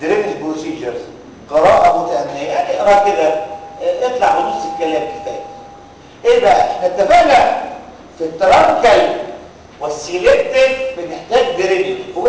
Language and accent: Arabic; Egypt; اللي بيستخدم عندنا في مصر هي واحده بس،